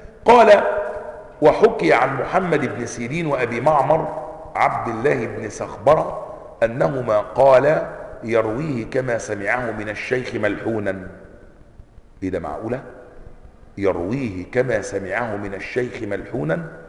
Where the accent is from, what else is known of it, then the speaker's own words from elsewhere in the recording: Egypt; accent: Egyptian; طب عايزني اتكلم سعودي؟ من السعودي؟ اتكلم يمني مانيش يمني؟